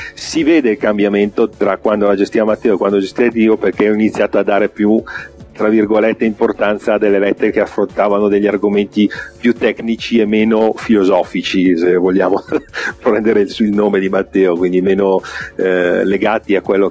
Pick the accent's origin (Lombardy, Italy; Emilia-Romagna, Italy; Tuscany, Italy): Lombardy, Italy; Settimo Milanese; abitavo a Settimo Milanese all'epoca, quindi c'è stato anche quello. Sì, io sono nato e vissuto a Settimo Milanese fino a 28 anni.